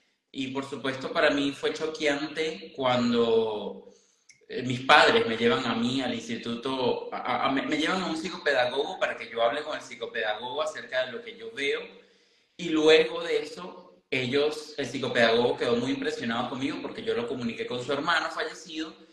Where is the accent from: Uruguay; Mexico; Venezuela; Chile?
Venezuela; Caracas, Capital District; soy un muchacho normal, nacido y crecido en Venezuela, en Caracas, Venezuela. Hijo de músicos